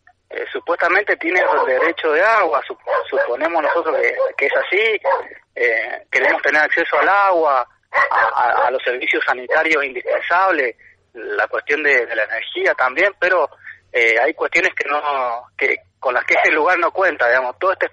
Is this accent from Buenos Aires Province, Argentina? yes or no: no; Tupungato, Mendoza, Argentina; Nosotros somos de Tupungato, de Coronel Tata, acá de Tunuyán